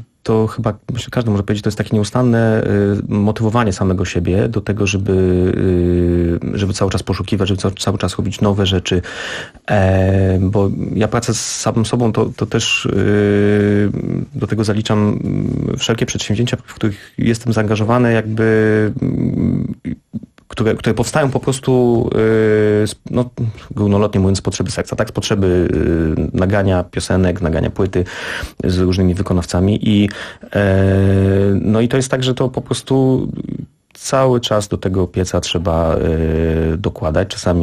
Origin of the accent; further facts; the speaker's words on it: Szczecin, West Pomeranian Voivodeship, Poland; Pochodzę z Szczecina.